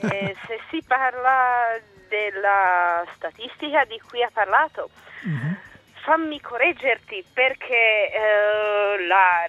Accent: Czechia; Italian is a second language; Io vengo del nord della Repubblica Ceca, sì, che è una zona che dopo la guerra era tutta tedesca.

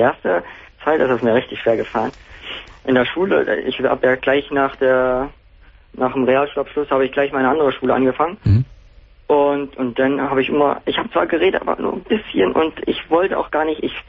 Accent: Saxony-Anhalt, Germany; Nee, ich komme eigentlich aus Sachsen-Anhalt.

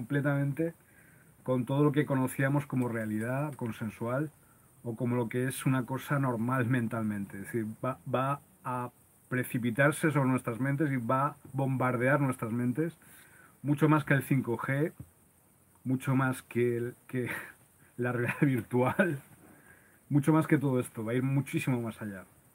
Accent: Loja, Andalusia, Spain; born there; Ubicado en la zona donde nací, en Loja, en Granada, en España.

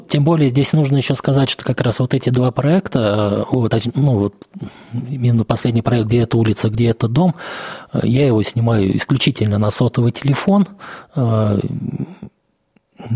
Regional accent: Ivanovo, Ivanovo Oblast, Russia; Вот я родился в Иванове, всю жизнь здесь прожил, и я считаю, что город недооцененный по многим вопросам, в том числе по архитектуре.

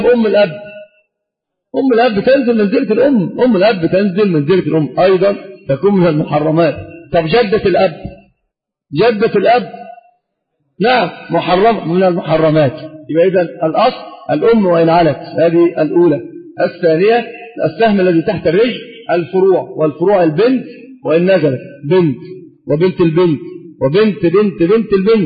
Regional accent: Egypt; والنسب اشتهر في العوام عندنا في مصر بالذات، النسب هي الزواج، وهذا ليس فصيحا

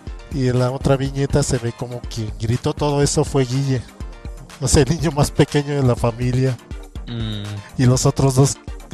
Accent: Mexico City, Mexico; O si no, pasa a los que somos de la Ciudad de México

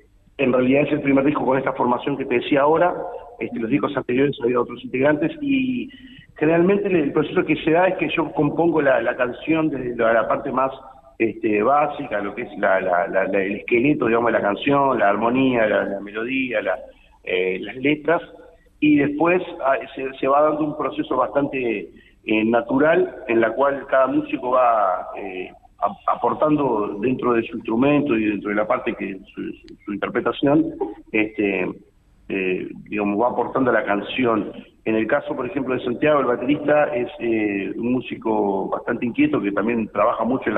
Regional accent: Uruguay; hay una identificación como músico uruguayo con la canción montevideana

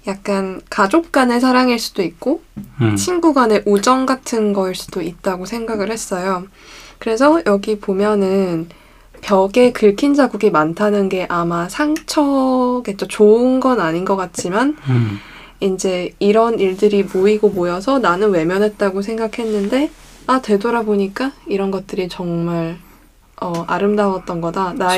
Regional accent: Busan, South Korea; 근데 당황하면 부산 사람이니까. 왜냐면 전 정말 부산 사람이기 때문에.

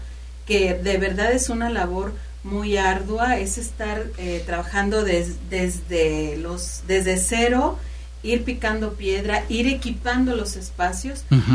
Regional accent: Xalapa, Veracruz, Mexico; yo nací en Coatepec. Pero toda mi vida he vivido aquí.

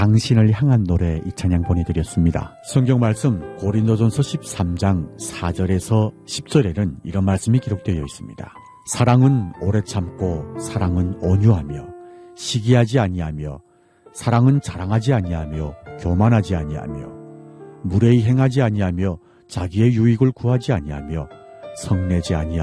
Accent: North Korea; now in Seoul, South Korea; 저는 탈북민

